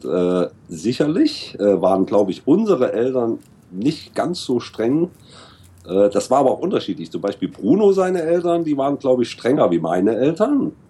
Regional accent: Thuringia, Germany; Eisenberg, Thüringen. Es gibt, glaube ich, drei Städte in Deutschland, die Eisenberg heißen. Wir sind eigentlich aus Thüringen

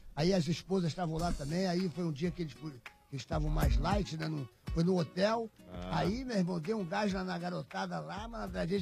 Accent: Rio de Janeiro, Brazil; now in São Paulo, Brazil; Eu sou do Rio.

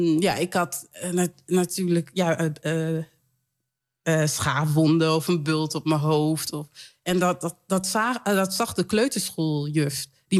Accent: Suriname; also born or lived in Leiden; Na een half jaar ben ik zeg maar naar Suriname gegaan. Toen ik een half jaar werd.

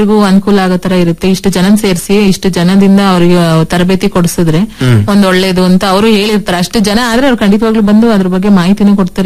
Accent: Barandur, Karnataka, India; ನಮ್ಮ ಬಾರಂದೂರಲ್ಲಿ 400 ಚಿಲ್ಲರೆ ಹಸುಗಳಿದಾವೆ ಸರ್.

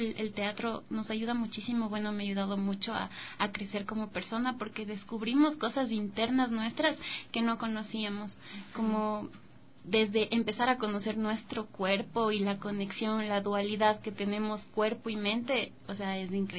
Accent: Riobamba, Chimborazo, Ecuador; now in Latacunga, Ecuador; Yo soy de Riobamba y iniciamos en esto.

